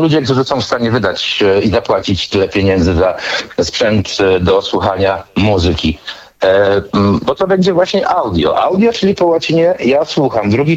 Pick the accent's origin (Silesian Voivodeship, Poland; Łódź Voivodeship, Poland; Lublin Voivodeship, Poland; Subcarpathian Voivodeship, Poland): Subcarpathian Voivodeship, Poland; Tarnobrzeg; A że pochodzę z Tarnobrzegu, to pamiętam, że rzeczywiście, a Tarnobrzeg jest niedaleko Krakowa